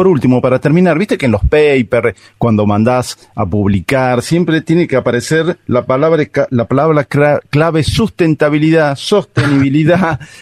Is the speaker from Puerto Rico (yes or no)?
no; Argentina; nosotros tenemos una memoria como argentinos